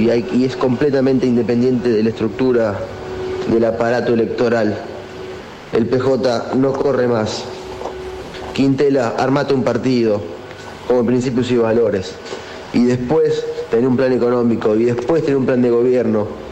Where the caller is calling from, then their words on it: Buenos Aires, Argentina; de Floresta